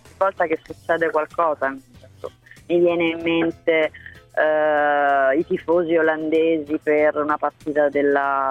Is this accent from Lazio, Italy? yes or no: yes; Rome, Lazio, Italy; che da romana le dico mi procura una sofferenza inimmaginabile